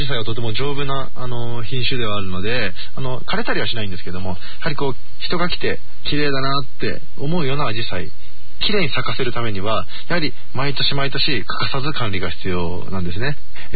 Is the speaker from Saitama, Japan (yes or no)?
no; Akiruno, Tokyo, Japan; 私も生まれも育ちもこのあきる野市で、はい、私今29なんですけども